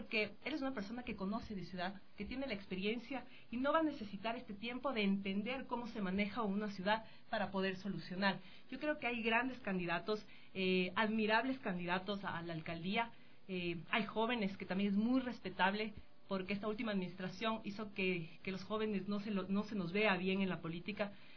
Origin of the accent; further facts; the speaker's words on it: Quito, Pichincha, Ecuador; una ciudad en donde primero nos sentamos identificados como quiteños